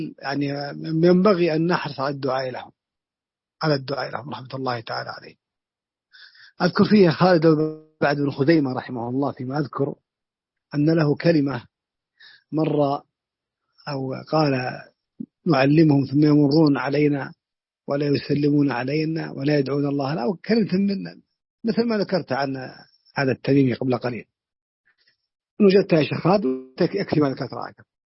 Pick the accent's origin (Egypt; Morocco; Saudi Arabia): Saudi Arabia; Najd; بعشر الوالدية عندنا في نجد